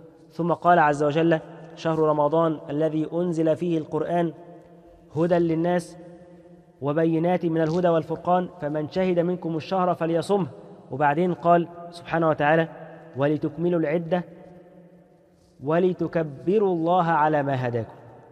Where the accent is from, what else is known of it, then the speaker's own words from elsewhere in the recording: Egypt; خصوصا احنا عندنا كمصريين بنحب التهنئة في أي مناسبة